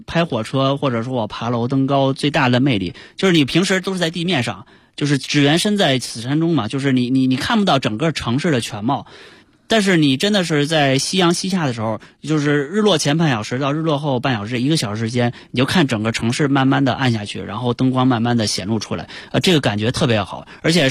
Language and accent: Chinese; Chaoyang, Beijing, China; 因为我从小在朝阳区长大，朝阳群众，朝阳群众。